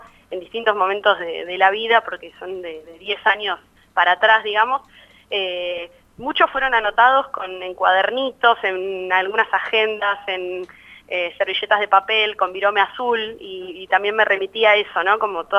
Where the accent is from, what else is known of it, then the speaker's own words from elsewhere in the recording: Bariloche, Río Negro, Argentina; yo vengo de Bariloche, como decías recién